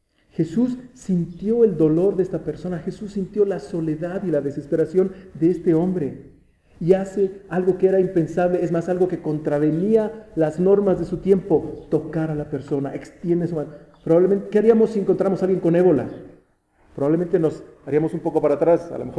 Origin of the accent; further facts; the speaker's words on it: Toluca, State of Mexico, Mexico; somos de Toluca, somos así los tolucos.